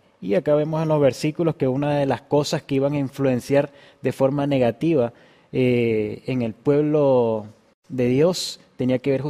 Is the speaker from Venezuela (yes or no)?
yes; Venezuela; moved away; yo me vine de Venezuela hace algún tiempo, soy soltero